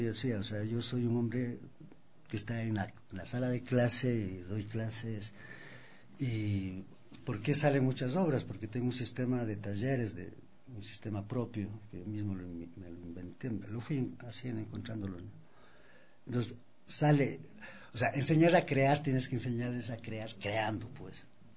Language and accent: Spanish; Ecuador; es parte de nuestra identidad como andinos y como ecuatorianos